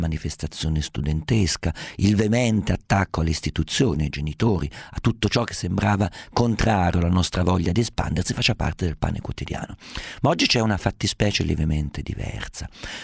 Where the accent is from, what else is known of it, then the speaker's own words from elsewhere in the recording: Umbria, Italy; Siccome sono umbro, siccome sono abituato a vedere persone in polpe medievali, persone con stendardi, bandiere, sbandieratori, balestrieri